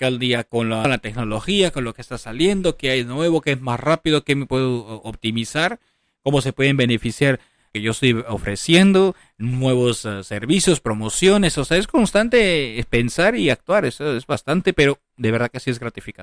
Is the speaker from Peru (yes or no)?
yes; Peru; O sea, los mil oficios, decimos en mi país, en Perú.